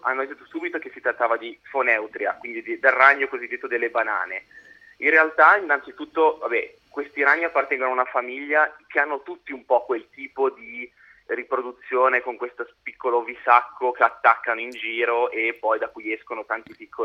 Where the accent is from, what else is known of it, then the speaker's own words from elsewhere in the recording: Genoa, Liguria, Italy; Io sono genovese, lo posso dire.